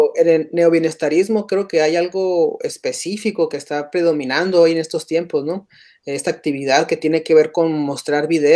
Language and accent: Spanish; Sonora, Mexico; Y pues como somos de Sonora y en Sonora se produce de una manera diferente la carne